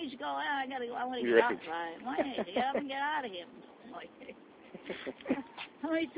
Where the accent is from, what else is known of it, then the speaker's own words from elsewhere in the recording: East Coast, United States; I'm from the East Coast.